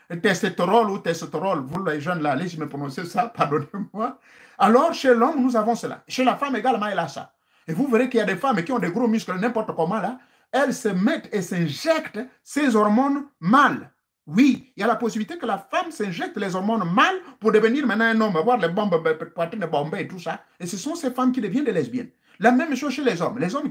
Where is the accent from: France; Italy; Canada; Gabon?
Gabon; chez nous au Gabon